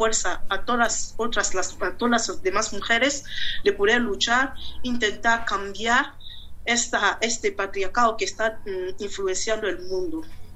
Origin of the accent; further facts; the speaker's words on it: Gabon; now in Spain; Yo soy de Gabón, vivo aquí en España, formo parte de la comunidad africana aquí